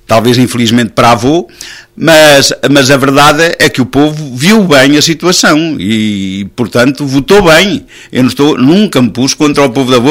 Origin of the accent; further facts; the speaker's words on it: Avô, Centro, Portugal; Porque trabalhei diretamente para a minha terra, embora na Câmara, também dentro das minhas possibilidades, defendi os interesses da Avô